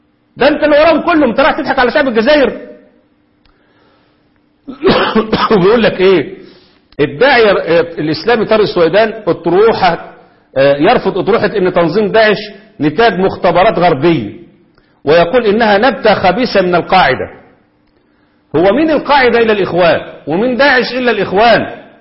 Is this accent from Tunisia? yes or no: no; Egypt; عندنا في مصر.